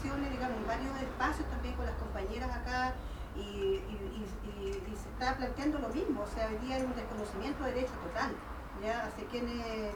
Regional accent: Temuco, Araucanía, Chile; yo soy de Temuco también, del territorio de Guadalmapo

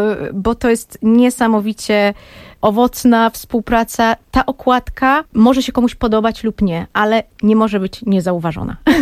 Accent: Warsaw, Masovian Voivodeship, Poland; born there; also born or lived in Berlin; Tak, urodziłam się w Warszawie, ale nie wychowałam na Pradze.

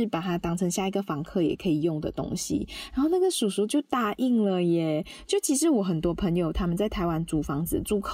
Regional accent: Malaysia; now in Taiwan; 因为我们是外国人，所以如果我们买一些家私啊、家电啊，会没有办法带回马来西亚。

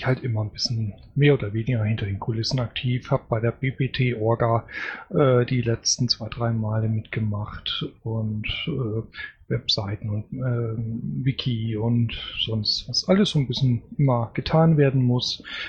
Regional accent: Northern Germany, Germany; Ich bin Norddeutscher, das kann ich nicht.

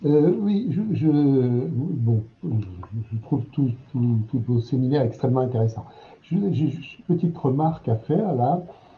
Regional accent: Strasbourg, Grand Est, France; Je suis de Strasbourg, pour juste préciser un tout petit peu les choses.

